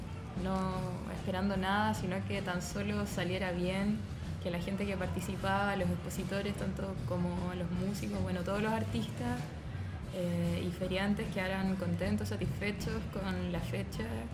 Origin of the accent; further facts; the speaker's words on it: Santiago, Santiago Metropolitan Region, Chile; now in Lanús, Argentina; Y de Chile, bueno, de Santiago.